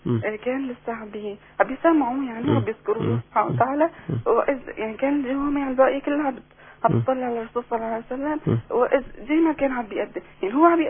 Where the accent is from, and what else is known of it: Aleppo, Aleppo Governorate, Syria